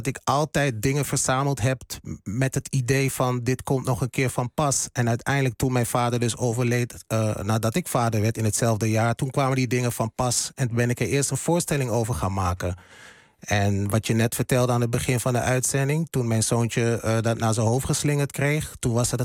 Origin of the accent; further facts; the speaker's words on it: Hengelo, Overijssel, Netherlands; Ik ben opgegroeid in Hengelo, in Twente. Het oosten van het land, voor de mensen die niet weten waar het ligt.